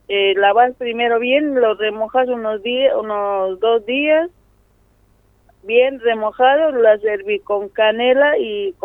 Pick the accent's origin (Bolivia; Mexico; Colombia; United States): Bolivia; La Paz; A mi pueblo cuando llego es... primero es cosechar el maíz blanco, porque allá el maíz son más grandes.